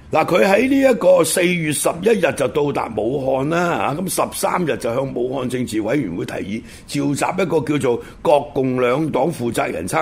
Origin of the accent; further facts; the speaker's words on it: Guangdong, China; 又系我哋广东人啊，即系从情感上啊